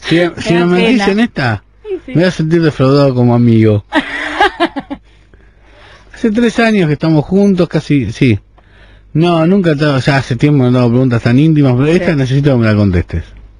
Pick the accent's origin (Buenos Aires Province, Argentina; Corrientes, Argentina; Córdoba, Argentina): Buenos Aires Province, Argentina; Lanús; de Lanús.